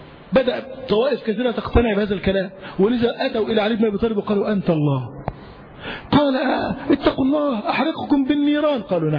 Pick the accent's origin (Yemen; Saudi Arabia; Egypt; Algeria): Yemen; الإسلام والنور دخل عندنا في اليمن